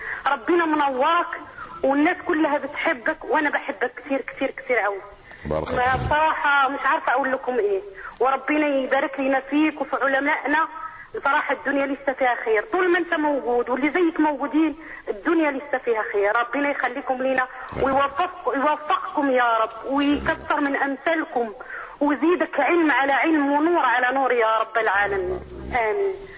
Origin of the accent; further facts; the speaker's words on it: Morocco; أنا مغربية